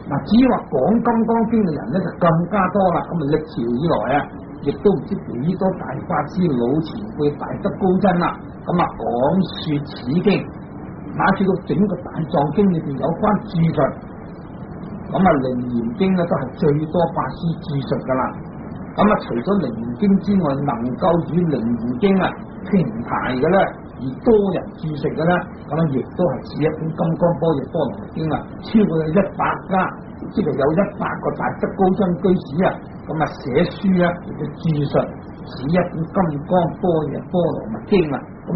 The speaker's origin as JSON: {"language": "Chinese", "country": "China", "said": "我们中国人以此中国文字所写成的经典，我们才可以读诵。"}